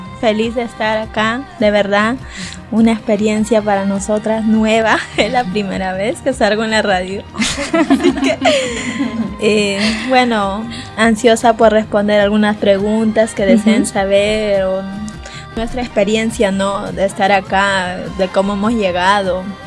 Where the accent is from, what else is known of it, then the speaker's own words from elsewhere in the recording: Peru; Perú, soy de Perú.